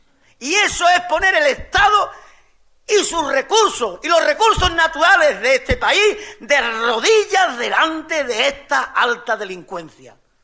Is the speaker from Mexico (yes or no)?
no; Andalusia, Spain; como trabajadores y como andaluces